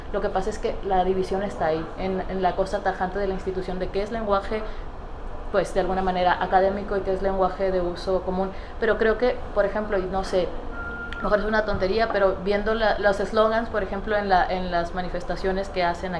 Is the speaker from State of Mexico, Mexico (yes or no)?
no; Tijuana, Baja California, Mexico; Yo soy de Tijuana, por eso me dio risa cuando sacaste esto.